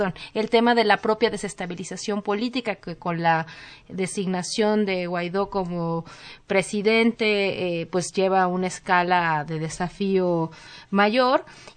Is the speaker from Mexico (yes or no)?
yes; Mexico; como ciudadanos mexicanos, como ciudadanos latinoamericanos, lo que sucede en Venezuela nos tiene que importar?